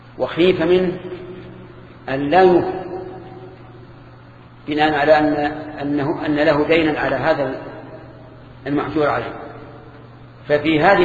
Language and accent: Arabic; Egypt; هذه موجودة عندنا في مصر